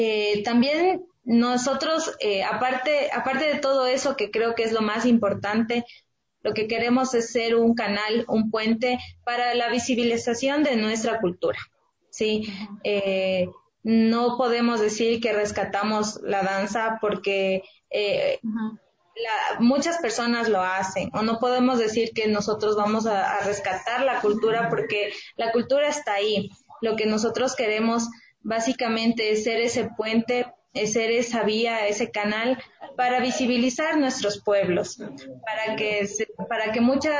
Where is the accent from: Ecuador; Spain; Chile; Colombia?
Ecuador; lo que nosotros somos y tenemos como ecuatorianos